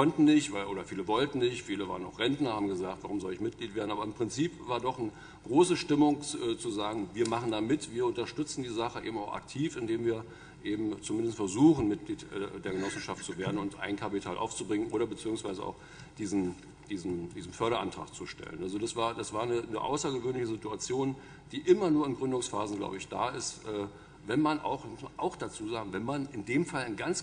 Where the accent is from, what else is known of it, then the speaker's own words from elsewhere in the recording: Bremen, Germany; Ich habe das mal versucht, als Bremer Hörsager aufzuschreiben.